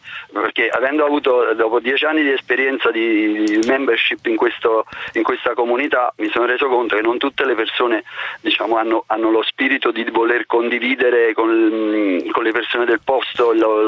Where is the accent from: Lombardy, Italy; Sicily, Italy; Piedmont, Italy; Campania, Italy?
Campania, Italy; Naples; arrivando da napoletani